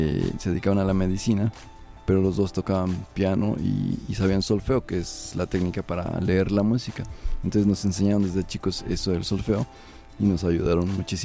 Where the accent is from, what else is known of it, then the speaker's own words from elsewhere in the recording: Mexico City, Mexico; born there; Pues según mis padres, porque yo no me acuerdo, yo nací en la Ciudad de México.